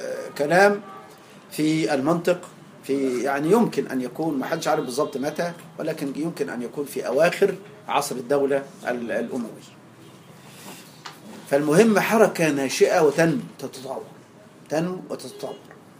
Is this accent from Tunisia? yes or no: no; Egypt; زي الملاليم عندنا في مصر